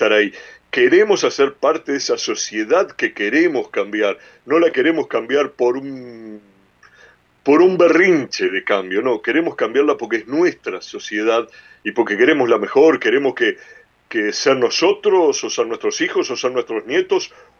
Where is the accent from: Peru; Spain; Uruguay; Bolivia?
Uruguay; moved away; Y nosotros que salimos del Uruguay, no dejamos de ser ciudadanos uruguayos, no negamos en ningún momento nuestra ciudadanía. Quizás vivimos en otras tierras por escogerlas, por necesidad, por obligación, por el X motivos que sea.